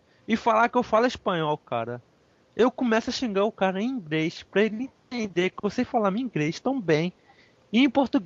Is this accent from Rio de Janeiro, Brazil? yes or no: yes; Nova Iguaçu, Rio de Janeiro, Brazil; Eu sou carioca. Sabe, o carioca é uma palavra de tupi. O nome da minha cidade é uma palavra em tupi. Uhum. Nova Iguaçu.